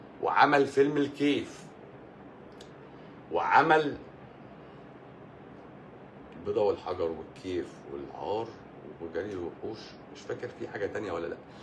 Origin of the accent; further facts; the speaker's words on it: Egypt; انا مصري.